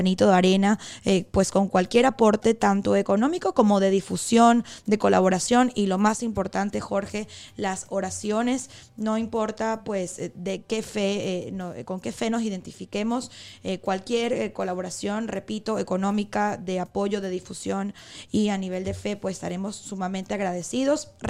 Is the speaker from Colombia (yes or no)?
no; Venezuela; now in Spain; Tendría que ver si se celebra también aquí en España, en mi país, Venezuela.